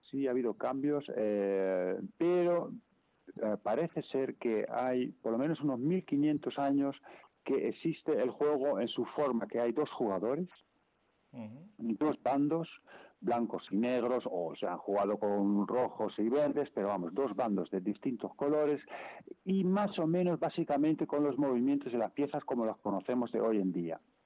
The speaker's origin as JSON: {"language": "Spanish", "country": "Netherlands", "second_language": "Spanish", "said": "De origen es frisón. Yo soy holandés"}